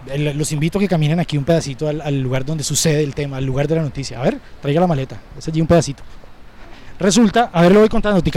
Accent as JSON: {"language": "Spanish", "country": "Colombia", "said": "Yo le puedo mostrar mi cédula, que es la que me identifica como ciudadano colombiano"}